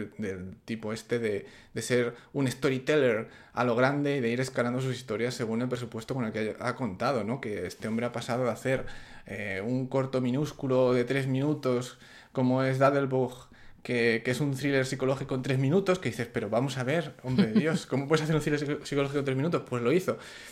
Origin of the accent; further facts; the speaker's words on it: Salamanca, Castile and León, Spain; de Salamanca.